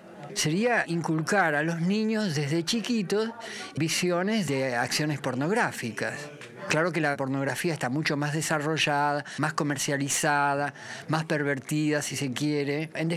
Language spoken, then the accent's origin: Spanish; Rosario, Santa Fe, Argentina; also born or lived in Buenos Aires; soy actor y director de teatro. Soy rosarino, trabajé siempre acá en Rosario, viví la mitad de mi juventud en Buenos Aires, pero aquí empecé a producir, en Rosario. Hace más de 30 años que estoy aquí.